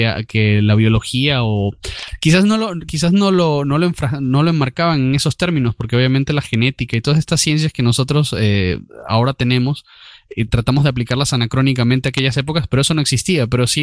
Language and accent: Spanish; Spain; de tratarlo como como españoles nos toca ver, porque España hizo esto